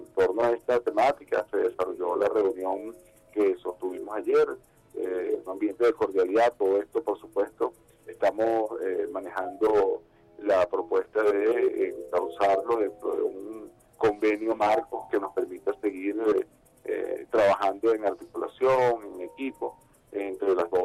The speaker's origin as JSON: {"language": "Spanish", "country": "Venezuela", "said": "nos identifica como venezolanas, como venezolanos"}